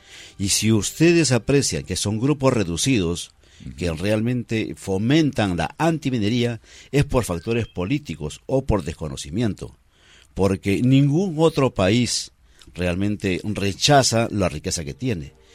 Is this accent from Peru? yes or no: yes; Peru; somos todos los peruanos, la sociedad civil.